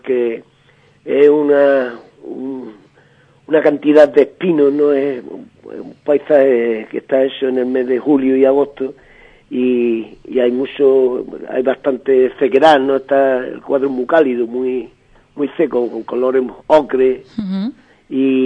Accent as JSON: {"language": "Spanish", "region": "Andalusia", "country": "Spain", "said": "Eso nos dijo el jurado, que los tres somos gaditanos"}